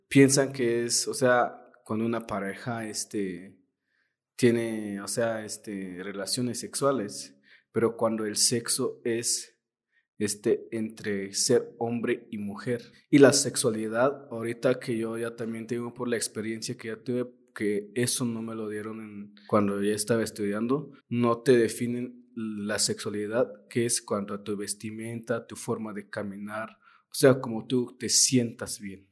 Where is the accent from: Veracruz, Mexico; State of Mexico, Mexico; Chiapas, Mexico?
Chiapas, Mexico; Tenejapa; yo soy de Tenejapa.